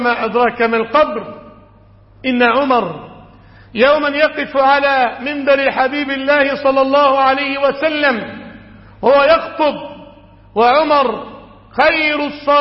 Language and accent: Arabic; Egypt; بلادنا مصر